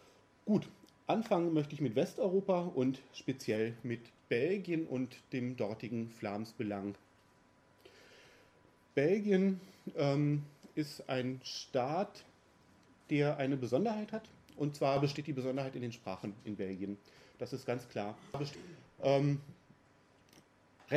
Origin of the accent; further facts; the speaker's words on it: North Rhine-Westphalia, Germany; als in NRW zum Beispiel, wo ich herkomme